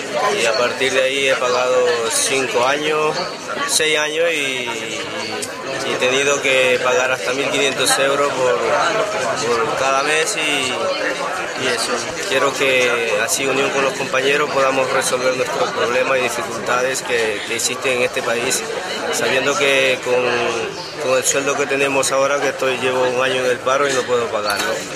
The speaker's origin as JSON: {"language": "Spanish", "region": "Manabí", "country": "Ecuador", "moved": "yes", "lives_now": "Spain", "said": "Yo soy de Manabí."}